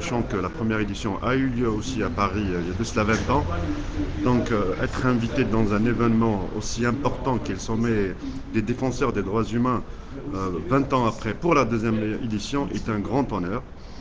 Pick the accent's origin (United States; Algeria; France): Algeria; je suis défenseur des droits humains algériens, donc je viens de l'Algérie